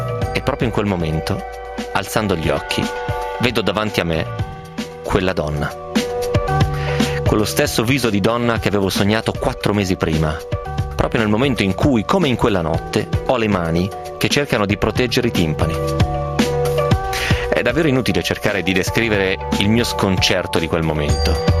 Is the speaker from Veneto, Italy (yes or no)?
no; Bologna, Emilia-Romagna, Italy; Bologna si sta bene, io sono un bolognese doc